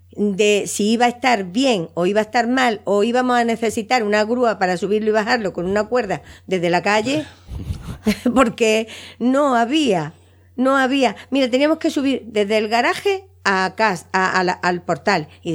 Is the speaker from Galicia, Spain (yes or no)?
yes; Arteixo, Galicia, Spain; Yo como soy de Arteixo, no, a mí no.